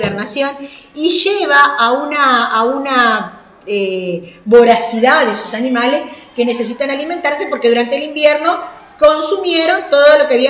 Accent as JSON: {"language": "Spanish", "region": "Paysandú", "country": "Uruguay", "said": "Y como soy de Paysandú"}